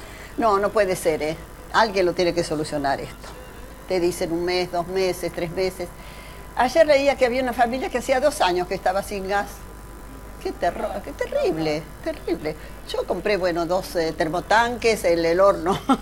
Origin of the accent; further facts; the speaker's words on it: Buenos Aires, Argentina; Somos sobrevivientes los porteños.